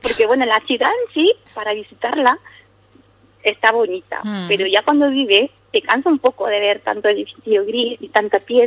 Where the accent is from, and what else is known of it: South, Spain